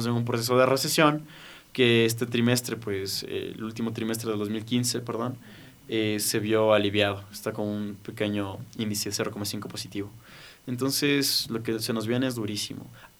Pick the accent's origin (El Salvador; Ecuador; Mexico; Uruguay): Ecuador; así somos los ecuatorianos